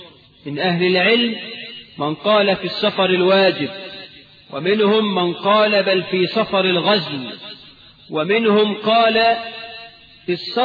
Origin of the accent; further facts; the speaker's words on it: Egypt; اللهم اجعل بلدنا مصر آمنة مطمئنة